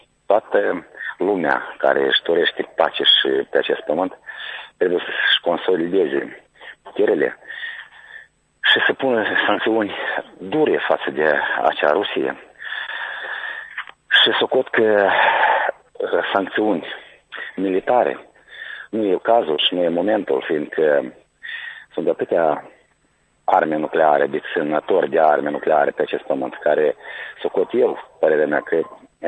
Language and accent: Romanian; Căușeni, Căușeni District, Moldova; de la Căușe.